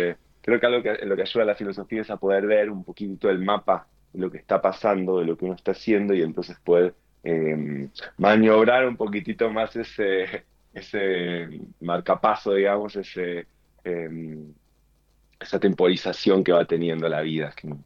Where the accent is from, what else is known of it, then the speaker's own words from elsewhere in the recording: Argentina; born there; yo nací en Argentina, aunque no vivo mucho aquí.